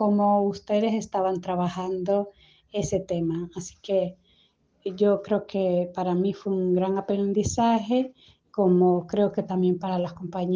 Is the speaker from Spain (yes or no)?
no; El Salvador; como salvadoreña conozco relativamente poco esa memoria histórica.